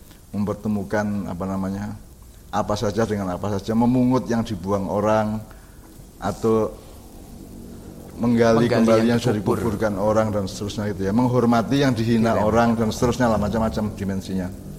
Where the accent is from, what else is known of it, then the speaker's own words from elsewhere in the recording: Menturo, East Java, Indonesia; Jadi saya orang Menturo ya, sekeluarga orang Menturo, Sumombito, Jombang.